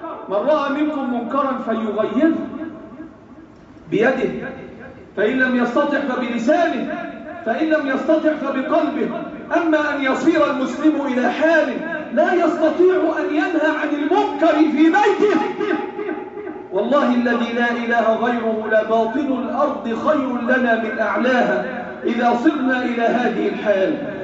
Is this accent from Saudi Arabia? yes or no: no; Egypt; اللهم احفظ بلادنا مصر وسائر بلاد